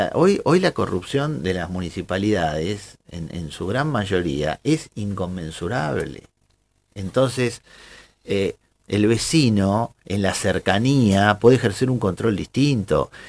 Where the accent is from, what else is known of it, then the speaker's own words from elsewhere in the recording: Bahía Blanca, Buenos Aires Province, Argentina; vengo del puerto de Bahía Blanca.